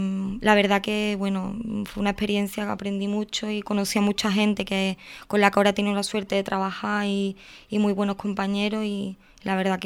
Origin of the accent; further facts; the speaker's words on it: Andalusia, Spain; Yo de mi pueblo pues solo puedo decir cosas bonitas. De que es una joya del barroco andaluz